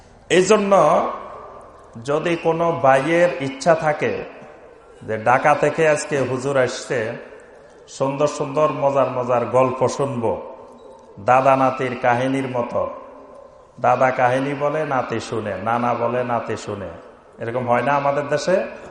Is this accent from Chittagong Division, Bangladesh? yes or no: yes; Chittagong Division, Bangladesh; এর আগে ছাগলনাইয়া তারপর সোনাগাজী ওইসব অঞ্চলে তো আমার নিজের এলাকা